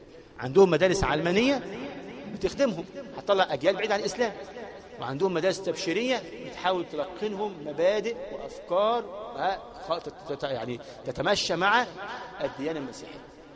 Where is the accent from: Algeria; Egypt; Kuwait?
Egypt; المدارس عندنا في مصر ثلاث أنواع